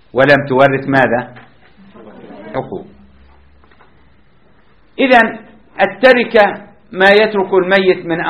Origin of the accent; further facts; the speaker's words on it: Jordan; حتى عندنا في الأردن تدفع مبلغ من المال شراء القبر